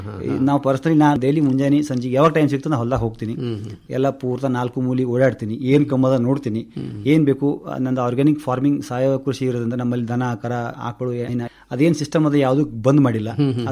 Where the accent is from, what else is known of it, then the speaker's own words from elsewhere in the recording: Tengli, Karnataka, India; ಮೂಲತಃ ಟೆಂಗ್ಳಿ ಗ್ರಾಮದವನು.